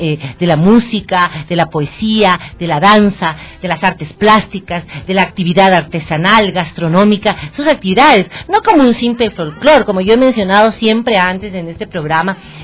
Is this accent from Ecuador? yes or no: yes; Ecuador; Somos ecuatorianos en esta gran diversidad.